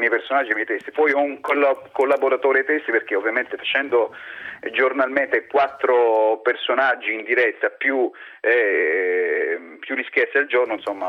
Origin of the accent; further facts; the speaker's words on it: Apulia, Italy; essendo io pugliese, quindi lo conoscevo